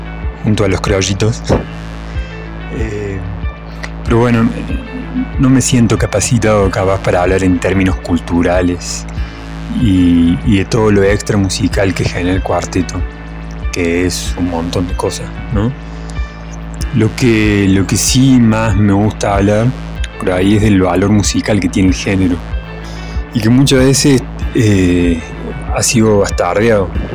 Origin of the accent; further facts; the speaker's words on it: Córdoba, Argentina; nosotros no somos como los porteños que con esa nostalgia no lloramos, sino que la bailamos.